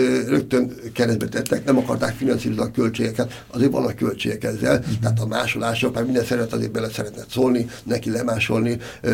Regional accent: Budapest, Hungary; én Erzsébetvárosban, meg született Erzsébetváros vagyok, tehát azt merem mondani, hogy is ott laktam, ott születtem egész életemben

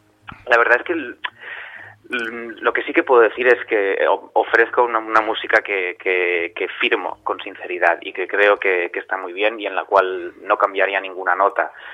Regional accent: Pamplona, Navarre, Spain; moved away as an adult; now in Barcelona, Spain; Yo vine de Pamplona a los 18 recién cumplidos aquí a Barcelona a estudiar en el Conservatorio y el Liceo

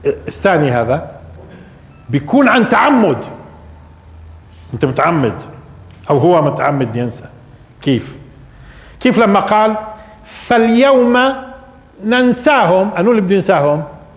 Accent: Palestine; احنا مرات بننصب على لانه فلسطينيين.

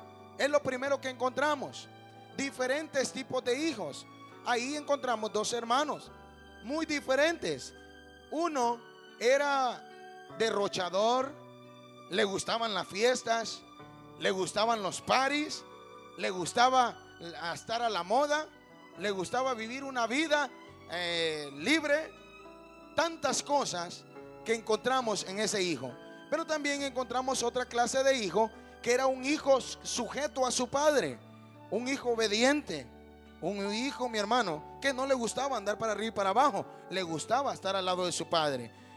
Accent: Honduras; Yo soy de Honduras

